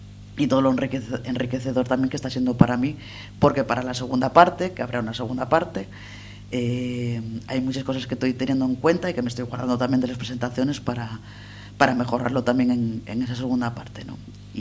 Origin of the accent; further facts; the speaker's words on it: El Entrego, Asturias, Spain; soy del Entrego, con lo cual, una presentación en casa, con gente con la que comparto muchas cosas de reivindicaciones y demás, y con la gente con la que me crié.